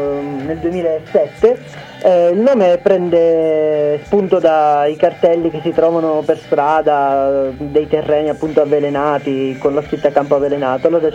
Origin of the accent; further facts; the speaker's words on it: Sicily, Italy; noi siamo siciliani come voi.